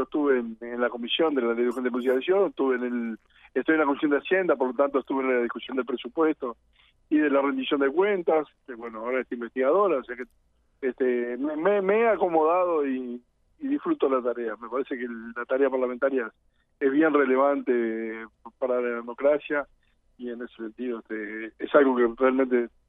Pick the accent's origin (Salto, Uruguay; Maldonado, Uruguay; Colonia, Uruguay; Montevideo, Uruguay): Montevideo, Uruguay; soy que uno de Montevideo